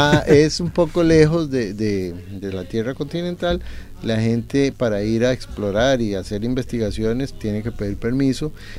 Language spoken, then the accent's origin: Spanish; Costa Rica; en Costa Rica, como hemos señalado, somos muy, muy igualitarios.